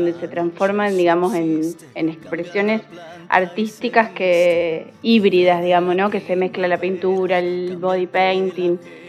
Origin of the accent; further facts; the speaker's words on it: Capitán Bermúdez, Santa Fe, Argentina; soy de Capitán Bermúdez, soy docente y licenciada en Bellas Artes